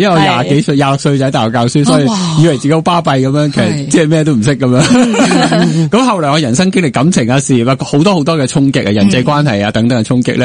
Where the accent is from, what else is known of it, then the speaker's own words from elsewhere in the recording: Hong Kong; 特别作为香港人呢，自幼到大父母俾我哋压力好大